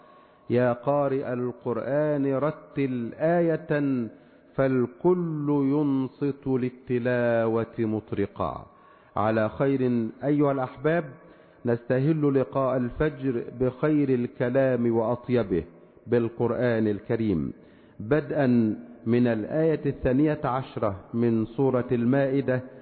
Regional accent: Egypt; اللهم اجعل بلدنا مصر واحة للأمن والأمان والسلم والسلام

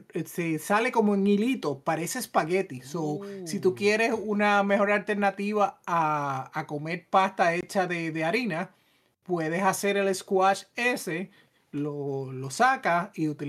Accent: Puerto Rico; Pero yo creciendo en Puerto Rico no hay tanta variedad de calabaza

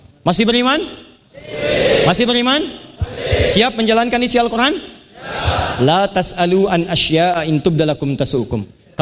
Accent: Banten, Indonesia; Saya putra Banten, saya menyayangi anda, dan dimanapun saya berada, saya akan selalu mengatakan pada dunia bahwa saya dari Banten, saya membawa nama Banten

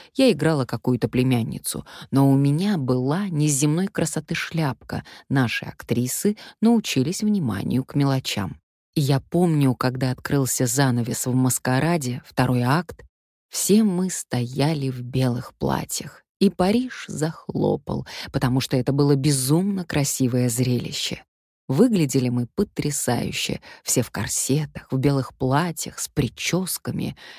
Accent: Russia; Я сказала, что из России. «Je suis actrice, je suis russe».

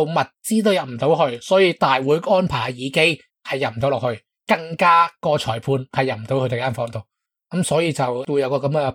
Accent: Hong Kong; 即系我哋香港人容易理解得啫

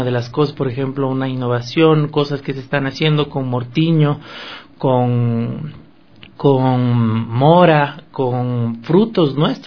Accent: Ecuador; como ecuatorianos somos muy, muy conservadores, muy tradicionalistas en nuestra gastronomía.

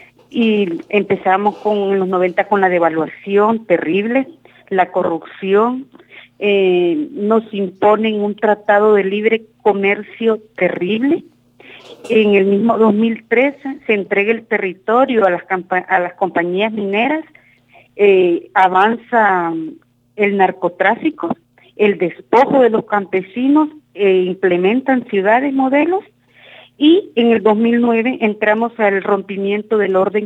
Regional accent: Honduras; vengo de Honduras, soy defensora de derechos humanos.

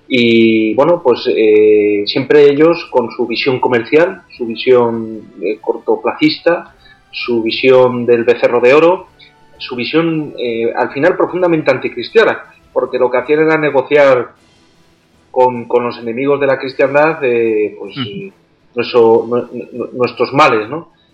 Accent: Spain; quiénes somos los españoles

